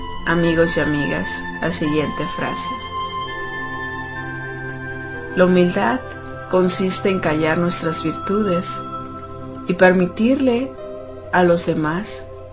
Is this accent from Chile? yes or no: no; Mexico; now in United States; Porque pues soy mexicana, mexicanos al grito de guerra.